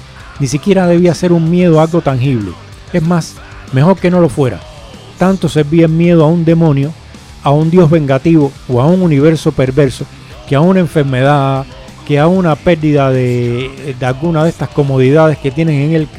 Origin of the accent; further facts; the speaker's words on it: Cuba; todo el mundo sabe por mi acento, y el que no, el que me escucha por primera vez, que yo soy cubano